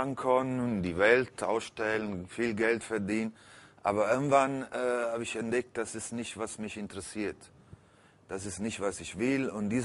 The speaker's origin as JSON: {"language": "German", "town": "Naples", "region": "Campania", "country": "Italy", "tie": "born or raised there", "second_language": "German", "said": "Also ich bin als quasi Halbwaise im Heim aufgewachsen, war viel auf der Straße. Ich bin ein klassisches Cognizzo in Neapel."}